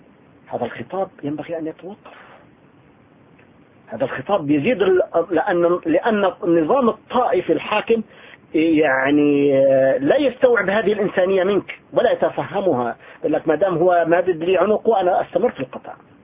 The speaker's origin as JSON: {"language": "Arabic", "town": "Tartus", "region": "Tartus Governorate", "country": "Syria", "said": "يعني أنا من طرطوس، تعرفون ما معنى طرطوس؟"}